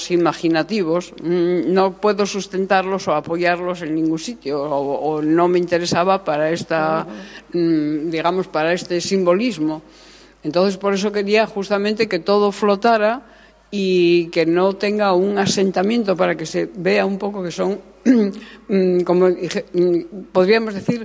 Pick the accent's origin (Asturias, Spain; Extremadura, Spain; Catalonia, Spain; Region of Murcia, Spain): Asturias, Spain; cuidemos Asturias, que esta es nuestra tierra, es maravillosa y es guapísima. Bueno, yo soy una forofa de Asturias impresionante